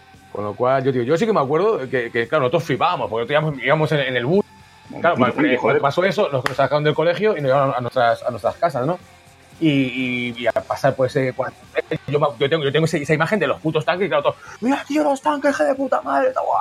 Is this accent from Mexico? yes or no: no; Valladolid, Castile and León, Spain; born there; más que nada porque como nací en Valladolid